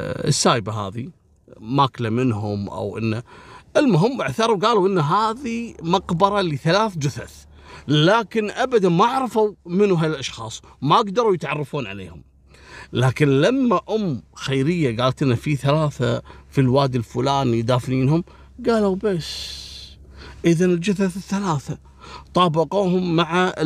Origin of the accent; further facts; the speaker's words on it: Kuwait; أبو فاضل راح على منطقة اسمها منطقة الجهرة عندنا في الكويت، محافظة.